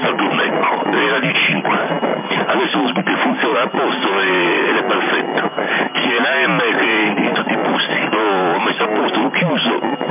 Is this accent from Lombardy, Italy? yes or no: no; Sardinia, Italy; Hola, ascoltate, sono di Sardegna Italia.